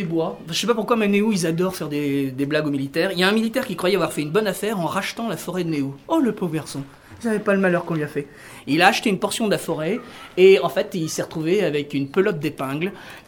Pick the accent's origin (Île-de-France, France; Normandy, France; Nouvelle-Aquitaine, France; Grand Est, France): Normandy, France; je suis de la Manche